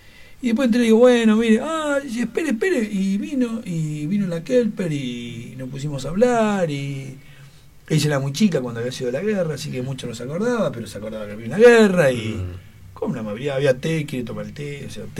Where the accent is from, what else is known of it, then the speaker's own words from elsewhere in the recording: Argentina; yo tuve la guerra de Malvinas, soy argentino